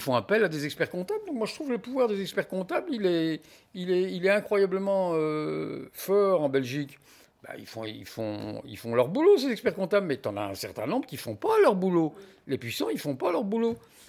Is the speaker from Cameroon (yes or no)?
no; France; now in Belgium; Moi, je constate en tant que Français que les Belges, ils adorent la comptabilité.